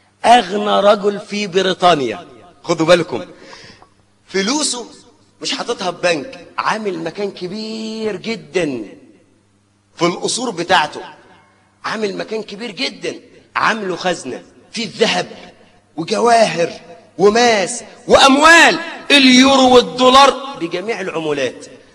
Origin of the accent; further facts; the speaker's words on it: Suez, Suez Governorate, Egypt; عندنا في السويس في ميناء الأدبية